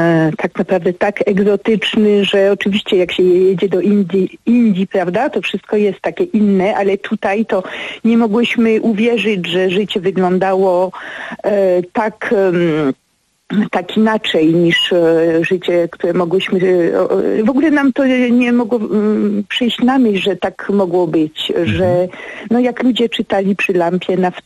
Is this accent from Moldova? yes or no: no; Paris, Île-de-France, France; also born or lived in Kościelisko, Poland; now in Poland; Przez całe dzieciństwo mieszkałam we Francji, przyjeżdżałam do nich z rodzicami, siostrami samochodem przez te 1700 kilometrów z Paryża.